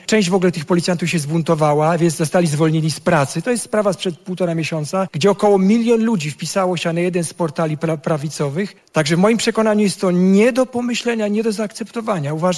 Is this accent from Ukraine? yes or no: no; Sweden; now in Poland; Szwecja się bardzo zmieniła. Ja pamiętam Szwecję zupełnie inną.